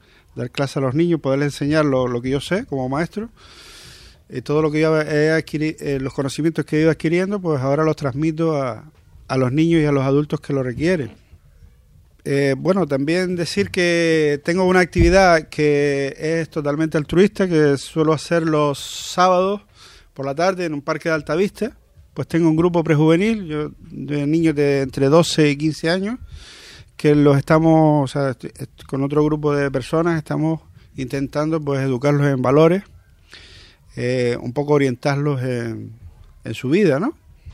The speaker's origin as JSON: {"language": "Spanish", "town": "Maspalomas", "region": "Canary Islands", "country": "Spain", "said": "yo, pues, soy de Maspalomas, Gran Canaria también."}